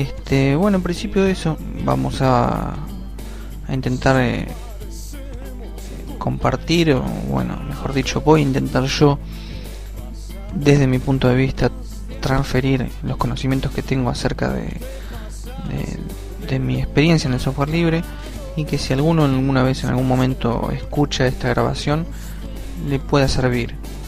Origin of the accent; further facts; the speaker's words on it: Argentina; cuando empecé a estudiar la materia, que era informática en sociedad acá en mi país, en Argentina